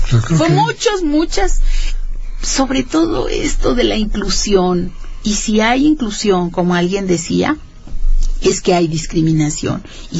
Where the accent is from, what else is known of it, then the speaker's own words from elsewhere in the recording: San Luis Potosí, Mexico; moved away; como yo vine de San Luis Potosí